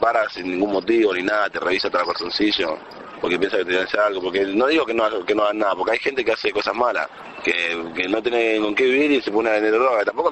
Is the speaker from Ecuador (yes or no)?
no; Dominican Republic; now in Argentina; soy dominicano, tengo 22 años. Hace 10 años vivo acá en Argentina y hago rap.